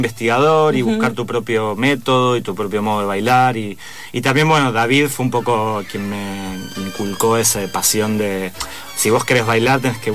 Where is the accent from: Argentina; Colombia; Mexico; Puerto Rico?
Argentina; El Palomar, Buenos Aires Province; De Buenos Aires, sí, soy porteño. ¿El barrio? El barrio de zona oeste, Palomar.